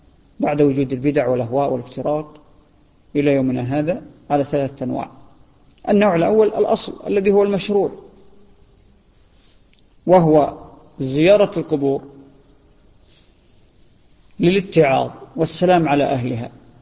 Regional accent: Saudi Arabia; ظاهرة هي عندنا في السعودية

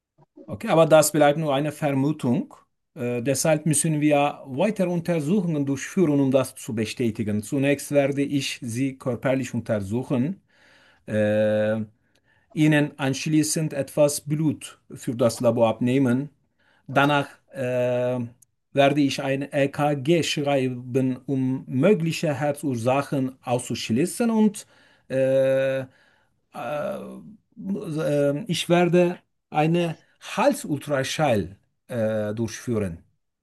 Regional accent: Turkey; German is a second language; moved away as an adult; now in Germany; Ich komme aus der Türkei. Ich bin 41 Jahre alt und lebe seit etwas mehr als 2,5 Jahren in Deutschland.

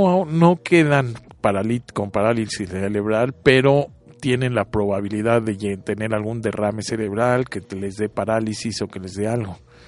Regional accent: Mexico; Y nosotros como mexicanos ya estamos curados porque lo respiramos diario.

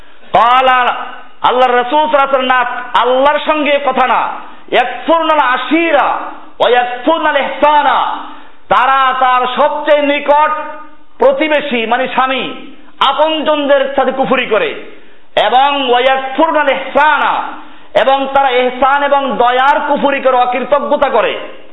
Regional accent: Barishal, Barisal Division, Bangladesh; আমি এবার বরিশালের লোক, সেজন্য বলছি বরিশালের মেয়েরা কষ্ট পাবেন না।

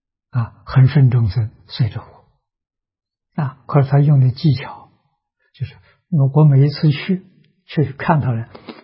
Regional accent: China; 我中国人有中国人生活习惯，有中国人文化。

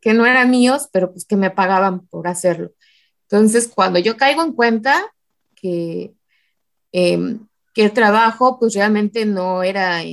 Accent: Morelos, Mexico; also born or lived in State of Mexico; Soy originaria del Estado de México, pero mi mamá decidió llevarme muy pequeña a Morelos, entonces me considero morelense

